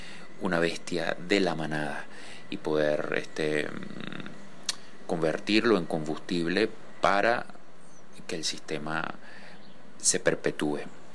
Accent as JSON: {"language": "Spanish", "country": "Venezuela", "said": "Soy pintor venezolano"}